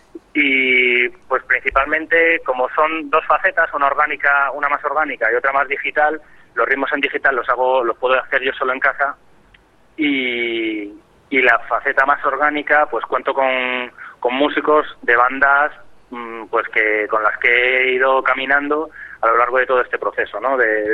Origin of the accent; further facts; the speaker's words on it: Madrid, Community of Madrid, Spain; Sí, yo soy de Madrid, eso es.